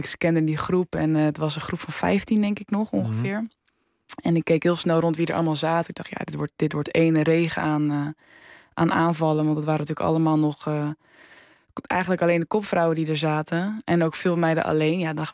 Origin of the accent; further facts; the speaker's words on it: Netherlands; alle Nederlandse meiden, we hebben die van helemaal plat gereden al door de jaren heen.